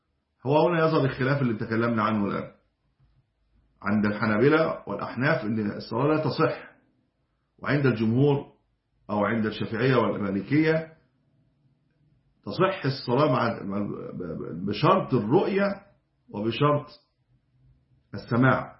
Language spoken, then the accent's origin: Arabic; Egypt; المساجد القديمة عندنا في مصر كانت في الدور الأعلى